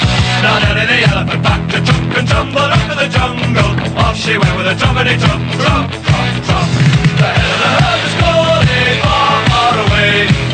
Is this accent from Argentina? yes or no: no; Community of Madrid, Spain; como miles de madrileños